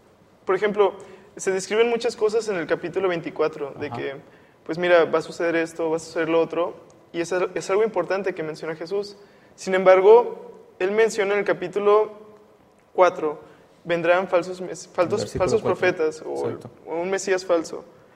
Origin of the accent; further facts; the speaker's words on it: Tampico, Tamaulipas, Mexico; vengo de Tampico, Tamaulipas, México, y estudio el tercer año de odontología.